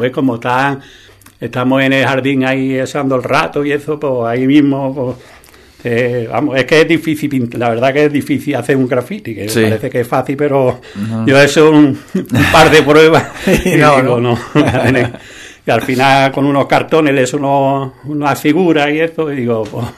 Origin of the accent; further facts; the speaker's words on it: Andalusia, Spain; yo me siento andaluz, tengo un carácter así abierto, ¿no? Alegre, yo qué sé, que algo el tiempo y el vivir aquí no hace ser así.